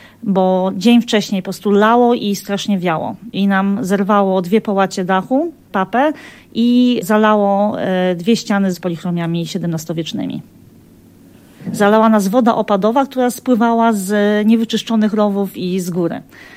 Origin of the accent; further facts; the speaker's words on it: Wrocław, Lower Silesian Voivodeship, Poland; born there; Ja się urodziłam we Wrocławiu, ale tutaj do Kotliny Kłodzkiej przyjeżdżałam, bo mamy niedaleko ziemię, gdzie spędzaliśmy zawsze wakacje. I do Gorzanowa trafiłam dokładnie w 97 roku, w czasie powodzi.